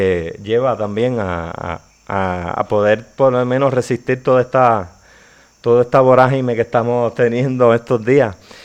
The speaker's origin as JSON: {"language": "Spanish", "town": "Pepino", "country": "Puerto Rico", "said": "Yo soy de Pepino, somos del área oeste de la isla."}